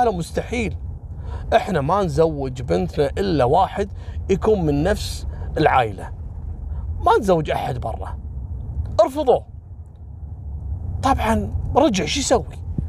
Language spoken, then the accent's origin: Arabic; Kuwait; ترى قبل أسبوعين عندنا في الكويت اللي قتل أخته